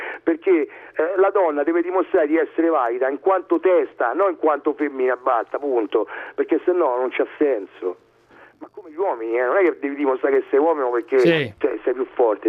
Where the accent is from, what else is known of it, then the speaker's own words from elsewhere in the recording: Rome, Lazio, Italy; Di Monte Mario